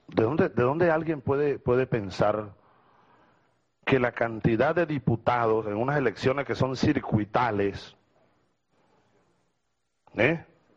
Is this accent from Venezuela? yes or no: yes; Venezuela; Claro que para mí tiene importancia como venezolano